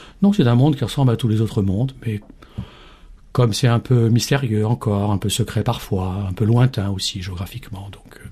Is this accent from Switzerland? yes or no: no; France; Donc je suis français, je suis un ancien diplomate